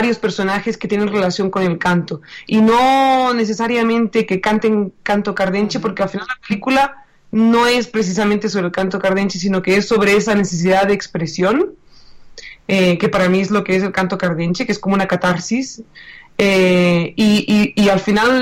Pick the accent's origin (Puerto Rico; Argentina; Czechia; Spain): Spain; Catalonia; desde Barcelona, ¿no? Y yo soy catalana